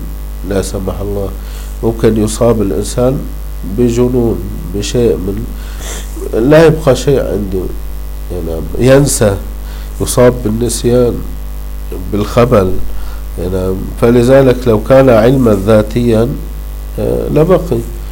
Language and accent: Arabic; Syria; عندنا في الشام حديث الحمامات